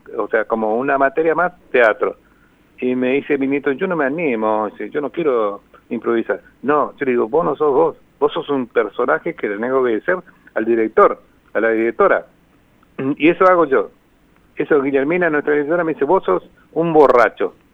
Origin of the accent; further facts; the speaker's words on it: Pilar, Ñeembucú, Paraguay; Yo soy de Pilar, por ejemplo, de Pilar, Paraguay